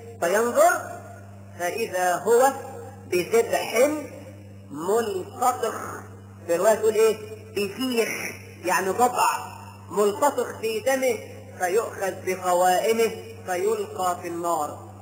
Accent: Egypt; ده احنا كمصريين بنسمي الواحد اسمين مش لقب حتى

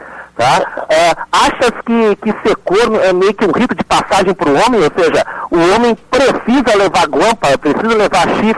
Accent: Porto Alegre, Rio Grande do Sul, Brazil; also born or lived in Piauí; Apesar do meu sotaque, eu nasci no Piauí. A maior parte da minha vida eu passei aqui em Porto Alegre, né?

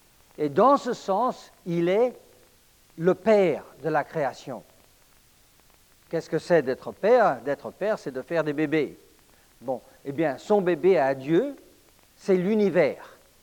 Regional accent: Paris, Île-de-France, France; Je suis né et j'ai grandi à Paris, alors c'est comme ça qu'on parle là-bas.

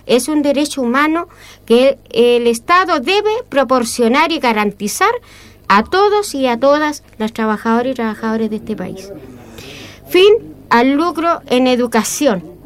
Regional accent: Chile; también eso para mí es indigno, como mujer chilena

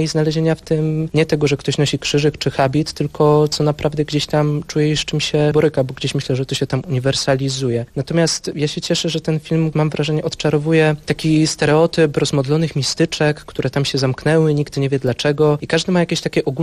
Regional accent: Staniątki, Lesser Poland, Poland; Staniątki. To jest mała wieś pod Krakowem, 20 kilka kilometrów. Tam się wychowałem, też wokół klasztoru.

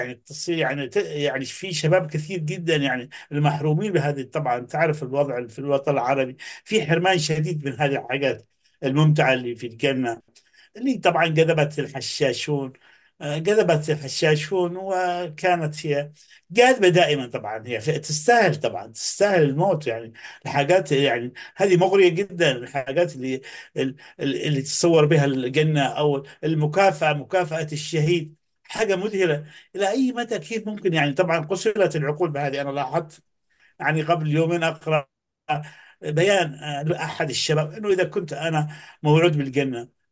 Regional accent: Yemen; انا طبعا من اليمن واعرف ماذا تعني هذه المحاضره

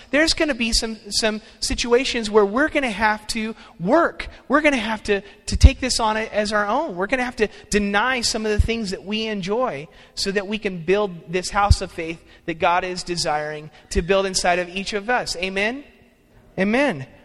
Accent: California, United States; Now, when I was growing up in California, my aunt and uncle lived in Bakersfield, and they lived in a really nice area of town.

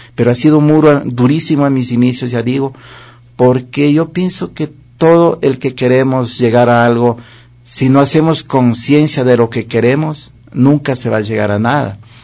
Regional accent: Chimborazo, Ecuador; vengo también de allá de Chimborazo … el color de los Andes.

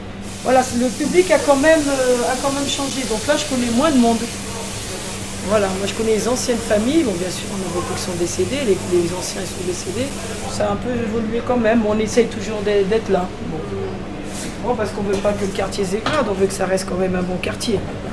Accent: Portugal; Non, c'est vrai que nous on est Portugais, de fait, mais on a toutes les nationalités.

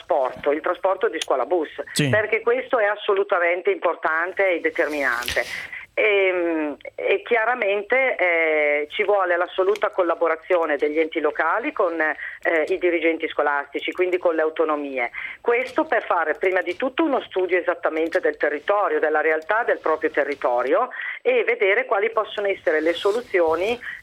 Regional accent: Emilia-Romagna, Italy; Io vengo dall'Emilia Romagna

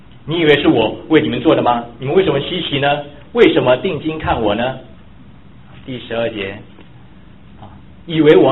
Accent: Taiwan; 我从台湾来的时候

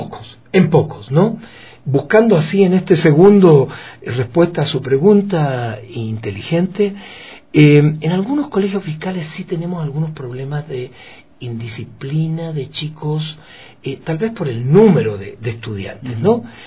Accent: Ecuador; accent: Chilean-tinged; achilenado, pero yo soy más ecuatoriano que chileno.

